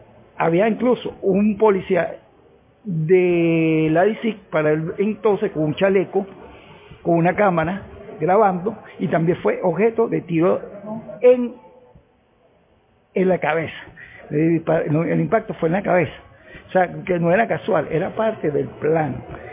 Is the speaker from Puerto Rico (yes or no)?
no; Venezuela; Como venezolano, creo que la conspiración continúa.